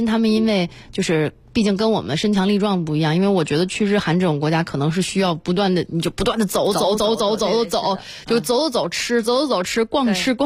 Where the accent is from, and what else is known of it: China